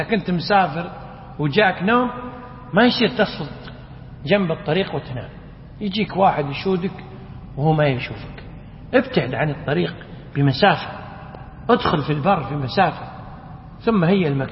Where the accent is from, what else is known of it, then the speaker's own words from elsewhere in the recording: India; Arabic is a second language; وبعض الفقهاء الحديث عندنا في الهند